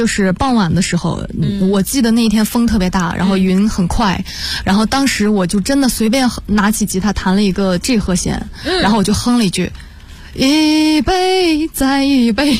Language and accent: Chinese; Harbin, Heilongjiang, China; 我是东北人，黑龙江哈尔滨人